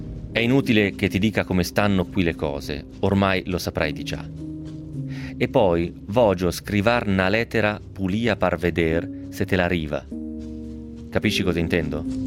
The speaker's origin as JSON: {"language": "Italian", "town": "Novara", "region": "Piedmont", "country": "Italy", "said": "tant'è sono di Novara, altrimenti l'avrei pronunciato magari un pochettino meglio. Comunque anche il novarese mi viene male, giusto per dire."}